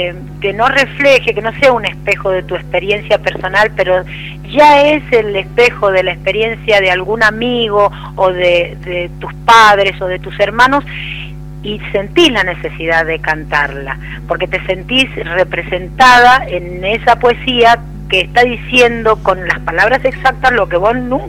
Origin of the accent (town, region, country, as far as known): Mendoza, Argentina; born or raised there; also born or lived in Quilmes